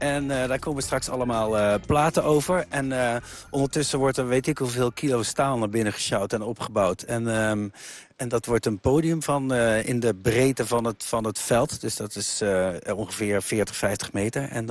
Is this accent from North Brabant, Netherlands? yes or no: yes; Lieshout, North Brabant, Netherlands; Ja, ik ben geboren in Lieshout. Dat ligt tussen Eindhoven en Helmond. Dus ik woonde hier 11 kilometer vandaan.